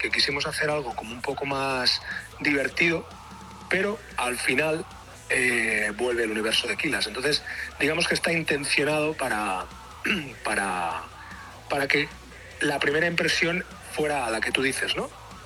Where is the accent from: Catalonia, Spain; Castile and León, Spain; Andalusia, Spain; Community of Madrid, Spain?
Catalonia, Spain; Tarragona; Tanto batería como yo somos de Tarragona